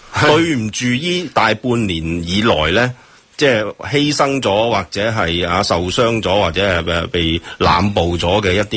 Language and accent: Cantonese; Hong Kong; 政府是一个情绪勒索我哋香港人。